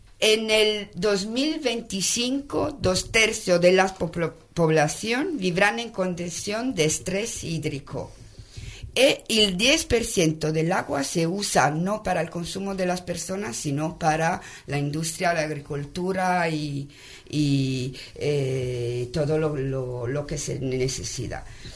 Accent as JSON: {"language": "Spanish", "country": "Italy", "second_language": "Spanish", "said": "Perdona, que yo soy italiana."}